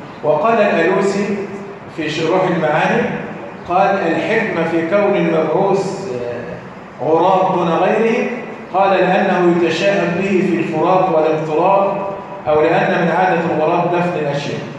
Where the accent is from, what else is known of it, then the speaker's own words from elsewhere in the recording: Egypt; يعني بنسميها عندنا في مصر الإيه؟ الحانوتي.